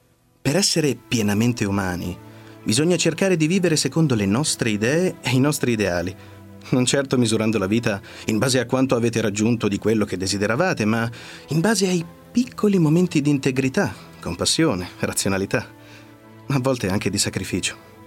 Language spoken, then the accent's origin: Italian; Perugia, Umbria, Italy